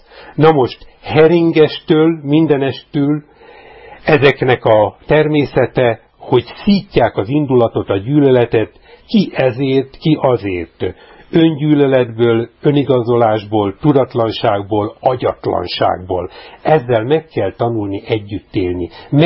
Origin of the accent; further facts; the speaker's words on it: Hungary; moved away; a szülőhazámba még turistaként sem engedett haza